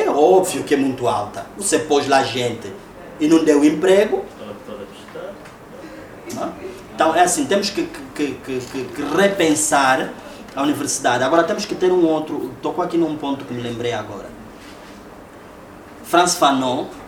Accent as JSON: {"language": "Portuguese", "country": "Angola", "said": "O meu sotaque, eu não sou português, eu sou angolano."}